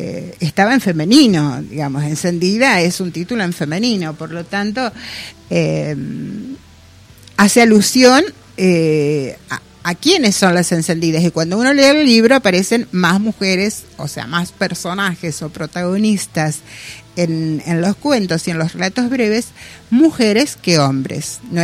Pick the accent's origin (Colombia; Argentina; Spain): Argentina; Colón; Los que somos de acá de Colón, todos sabemos